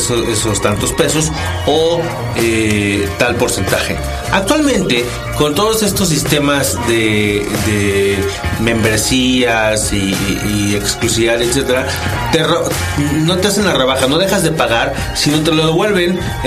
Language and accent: Spanish; Tabasco, Mexico; now in Mexico City, Mexico; nosotros somos de Tabasco, vino al DF a comprarse un auto porque acá sale más barato.